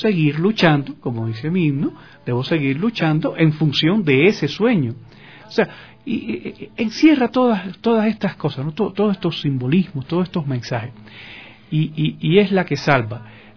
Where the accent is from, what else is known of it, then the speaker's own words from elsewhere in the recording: Cuba; lo digo por experiencia propia como cubano, nosotros los cubanos hemos pasado con bastantes vicisitudes